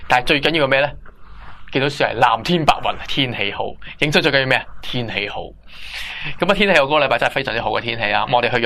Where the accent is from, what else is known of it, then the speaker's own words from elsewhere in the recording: Hong Kong; 跟住我就话，啊、哎，我系香港嚟嘅咁样